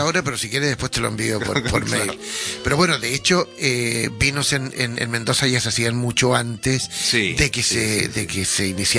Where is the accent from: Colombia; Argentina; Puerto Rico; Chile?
Chile; Porque yo soy chileno.